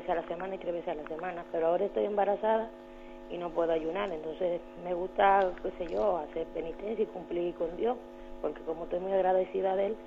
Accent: Dominican Republic; soy dominicana.

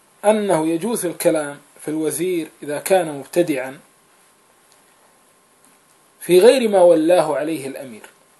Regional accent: Kuwait; نحن أيضا عندنا في الكويت

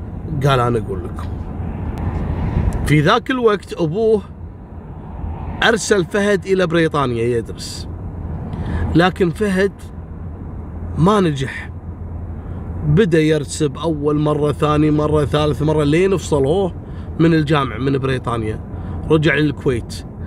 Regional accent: Kuwait; لكن عندنا في الكويت كانت هذه أول حادثة تحصل

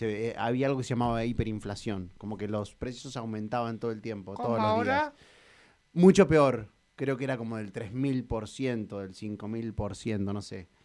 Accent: Bahía Blanca, Buenos Aires Province, Argentina; born there; Yo nací en Bahía Blanca. Mis papás se habían ido a estudiar ahí. En realidad mi papá es nacido en Bahía Blanca también. Mi mamá es de Huatraché.

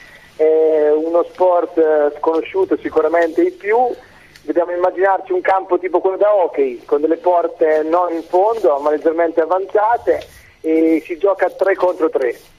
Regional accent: Fano, Marche, Italy; Io sono di Fano, Fano delle Marche.

